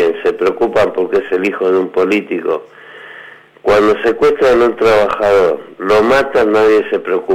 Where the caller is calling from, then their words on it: Lanús, Buenos Aires Province, Argentina; de Lanús.